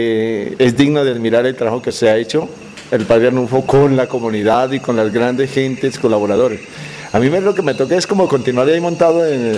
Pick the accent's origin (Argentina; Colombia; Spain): Colombia; Antioquia; Hace 2 años que apenas vine de Antioquia.